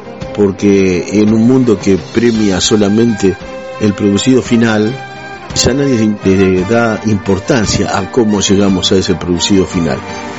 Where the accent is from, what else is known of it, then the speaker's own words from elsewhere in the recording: Adrogué, Buenos Aires Province, Argentina; born there; now in Roque Pérez, Argentina; no soy nacido en Roque Pérez, yo nací en partido de Almirante Brown, más precisamente en Adrogué, y por la profesión de mi papá, bueno, recorrí, mi papá era médico, recorrí varios lugares.